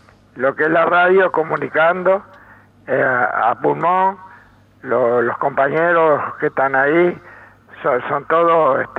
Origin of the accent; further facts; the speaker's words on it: Castillos, Rocha, Uruguay; yo nací en Rocha, pero no viví en Rocha. Viví en Castillo 5 años.